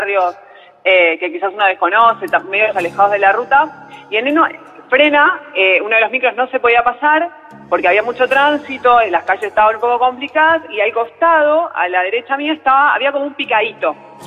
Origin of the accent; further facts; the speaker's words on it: Paso del Rey, Buenos Aires Province, Argentina; Soy de Paso del Rey.